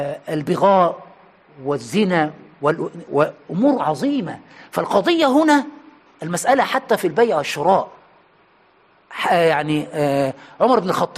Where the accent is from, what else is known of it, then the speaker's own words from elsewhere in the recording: Egypt; عندنا في مصر بيقولوا علقها في رقبه عالي مطلع سالم